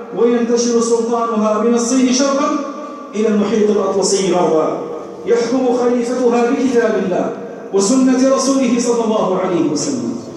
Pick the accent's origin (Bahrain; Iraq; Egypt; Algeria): Algeria; من أجل النعم التي ننعم بها في بلادنا الجزائر